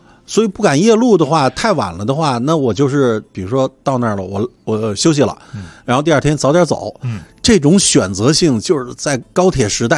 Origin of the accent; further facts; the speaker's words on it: Beijing, China; 因为我是北京人嘛，每一次都从北京出去以后设计一条线路